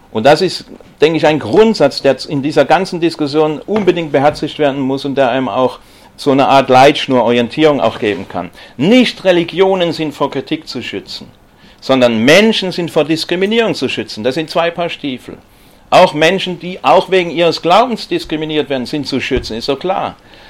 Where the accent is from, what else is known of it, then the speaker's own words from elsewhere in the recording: Stuttgart, Baden-Württemberg, Germany; Ich komme ja aus Stuttgart